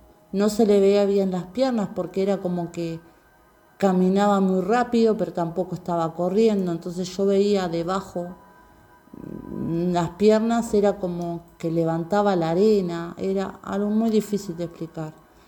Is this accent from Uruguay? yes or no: yes; Atlántida, Canelones, Uruguay; soy de Atlántida. Tengo 47 años